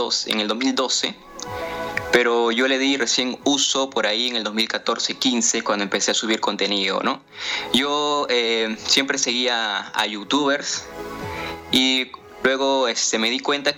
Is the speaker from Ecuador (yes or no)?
no; Ica, Peru; como ya lo mencionaste, soy de Perú, exactamente vivo en Ica, que es un departamento que está a 4 horas de la capital, que es Lima.